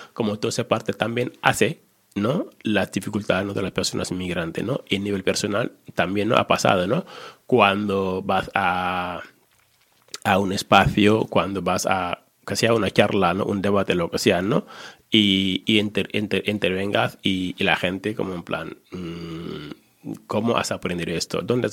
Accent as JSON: {"language": "Spanish", "country": "Senegal", "said": "Yo soy de Senegal, un país en el África Negra, África del Oeste, un país bonito."}